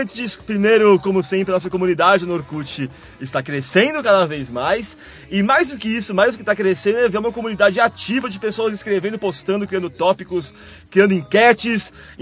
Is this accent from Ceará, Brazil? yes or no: yes; Varjota, Ceará, Brazil; Sou da cidade de Varjota.